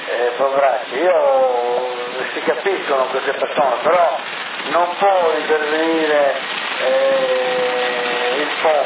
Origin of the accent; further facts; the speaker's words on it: Sassari, Sardinia, Italy; E vengo da Sassari.